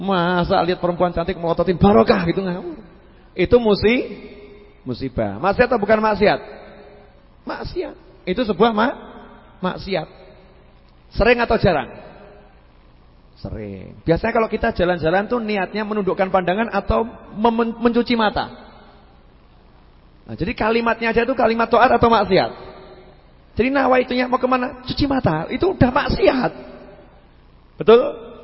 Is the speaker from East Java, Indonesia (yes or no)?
no; Surakarta, Central Java, Indonesia; Oh, saya itu orang Solo kan kalau ngomong Inggris suka salah-salah.